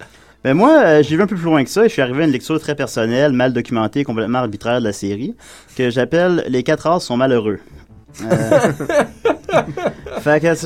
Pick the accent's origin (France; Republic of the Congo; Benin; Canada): Canada; Quebec; Je viens de la Rive-Sud de Québec et j'étais un fervent amateur du festival de bande dessinée